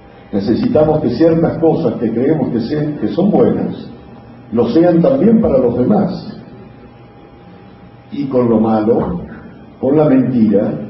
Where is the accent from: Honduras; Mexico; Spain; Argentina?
Argentina; accent: porteño; Estoy hablando en porteño, en argentino, discúlpenme, pero soy argentino.